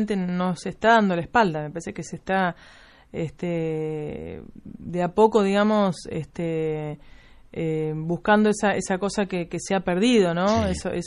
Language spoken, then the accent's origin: Spanish; Los Surgentes, Córdoba, Argentina; Los Urgentes, que es mi pueblo natal, que es un pueblo donde del sureste de la provincia de Córdoba, casi con Santa Fe.